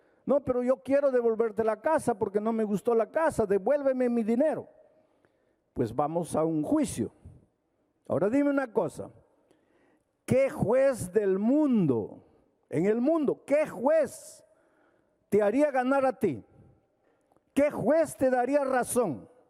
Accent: Jauja, Junín, Peru; Yo vengo de Jauja.

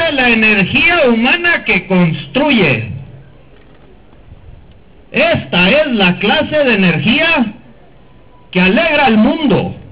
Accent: Galeana, Chihuahua, Mexico; soy de Galeana, Chihuahua.

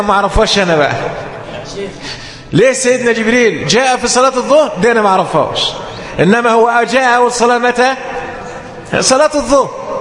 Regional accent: Egypt; وده عندنا في مصر وفي جميع البلاد العربية.

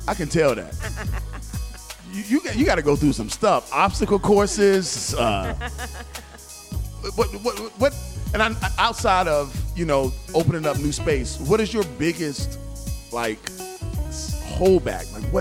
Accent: Birmingham, Alabama, United States; I'm from Birmingham, Alabama. That's

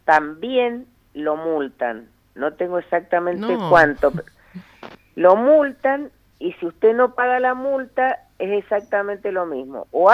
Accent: Tunuyán, Mendoza, Argentina; yo que soy de Tunuyán, sí.

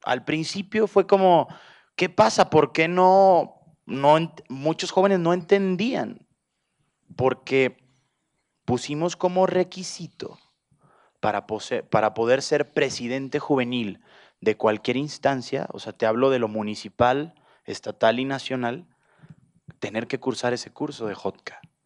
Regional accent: Mexico; allá en mi país hay una frase

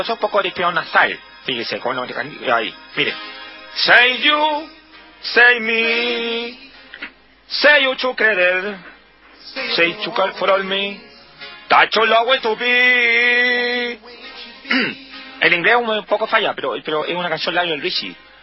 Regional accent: Chile; No, yo soy chileno. Estoy creído acá. Criado acá.

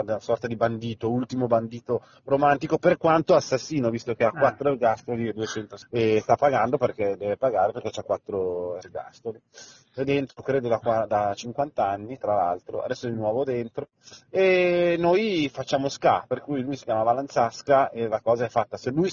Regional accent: Milan, Lombardy, Italy; Noi siamo di Milano

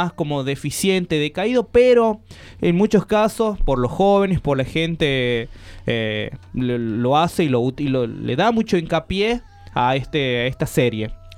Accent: La Rioja, Argentina; una forma de representar a nuestra provincia, la verdad, hay que apoyar como riojano.

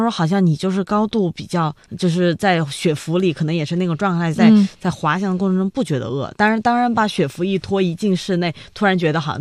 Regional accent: Sichuan, China; 因为我的家乡是四川，然后我们四川你想是南方地区，其实没有太多的雪，

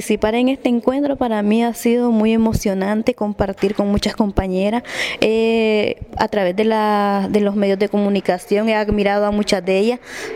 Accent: Nicaragua; porque soy nicaragüense, me interesa la protección de mi país

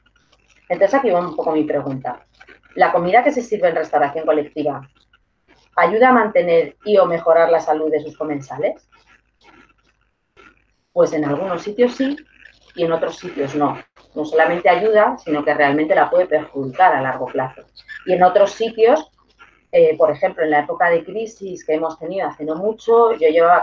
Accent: Community of Madrid, Spain; Yo soy de la Comunidad de Madrid, que es donde me muevo.

